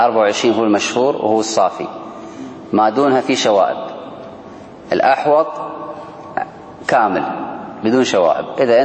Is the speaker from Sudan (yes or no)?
no; Kuwait; احنا عندنا في الكويت ما أدري عندكم